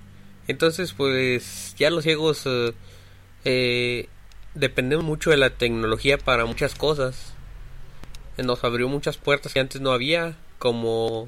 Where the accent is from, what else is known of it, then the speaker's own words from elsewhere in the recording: Mexico; de México, tengo 29 años y soy ciego desde los 17.